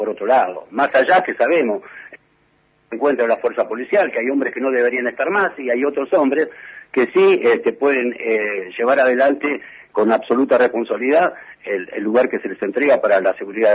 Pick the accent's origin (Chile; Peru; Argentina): Argentina; Moreno, Buenos Aires Province; mi patria chica, que es Moreno, siempre lo voy a llevar en mi corazón